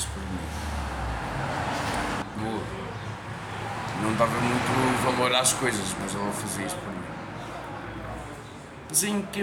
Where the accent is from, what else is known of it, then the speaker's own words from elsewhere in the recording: Sabugal, Guarda, Portugal; also born or lived in Brazil; Nasci no Brasil, depois eu vim para o Sabugal. Quando de idade eu vim para o Sabugal.